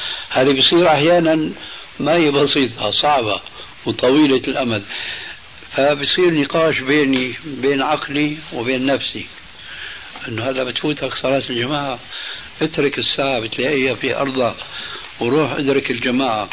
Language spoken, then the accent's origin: Arabic; Damascus, Damascus Governorate, Syria; وأنا ربيت في دمشق